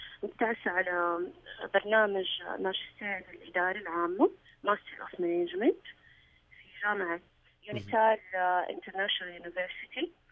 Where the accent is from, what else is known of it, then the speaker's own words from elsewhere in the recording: Saudi Arabia; موجودة عندنا في السعودية